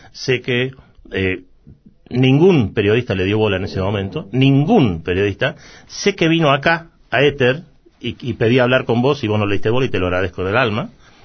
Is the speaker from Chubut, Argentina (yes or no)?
no; Córdoba, Argentina; moved away as an adult; also born or lived in London; now in Buenos Aires, Argentina; porque me fui de Córdoba a Londres a estudiar, cuando vuelvo me quedo en Buenos Aires.